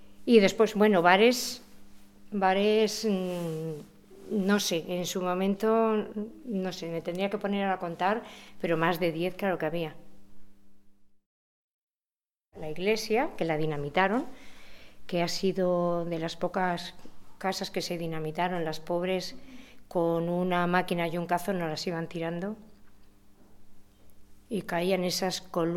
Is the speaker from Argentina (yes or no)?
no; Riaño, Castile and León, Spain; moved away as an adult; que ya tenía 6 meses cuando salí de Riaño, y mis raíces ahí quedaban, todo.